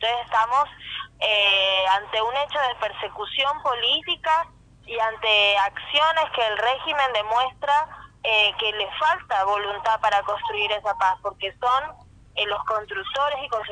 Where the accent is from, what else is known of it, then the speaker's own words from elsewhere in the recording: Colombia; los derechos que tenemos como colombianos y colombianas de participación política